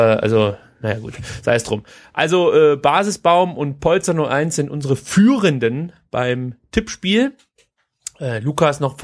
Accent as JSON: {"language": "German", "region": "Baden-Württemberg", "country": "Germany", "said": "aber da bin ich Schwabe"}